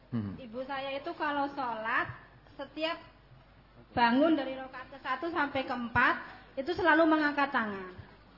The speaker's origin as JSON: {"language": "Indonesian", "region": "West Java", "country": "Indonesia", "said": "Jawa Barat"}